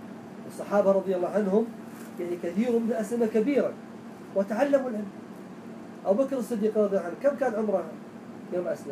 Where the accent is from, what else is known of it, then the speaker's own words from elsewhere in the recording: Najd, Saudi Arabia; خاصة عندنا في نجد الآن